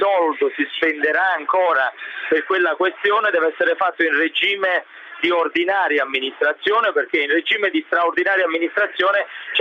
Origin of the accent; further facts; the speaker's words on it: Pomigliano d'Arco, Campania, Italy; also born or lived in Avellino; Ma io sono nato ad Avellino, poi sono di Pomigliano d'Arco